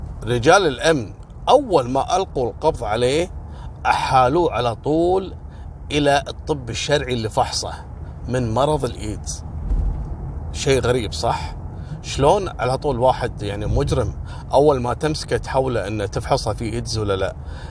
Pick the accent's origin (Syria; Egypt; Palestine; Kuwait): Kuwait; وهذا اللي حصل عندنا في الكويت هنا كذلك عن محش حولي.